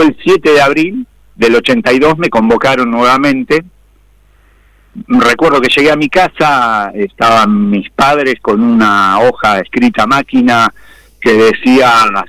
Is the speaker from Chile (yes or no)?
no; Jáuregui, Buenos Aires, Argentina; el que pasa ahí en mi pueblo, hasta la ciudad de Mercedes, provincia de Buenos Aires, que es más o menos unos 30 kilómetros de yo vivía, de Jáuregui